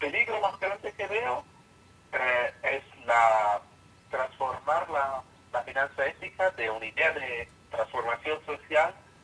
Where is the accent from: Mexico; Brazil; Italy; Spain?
Italy; Spanish is a second language; si yo soy italiano y hablo un español un poco cómico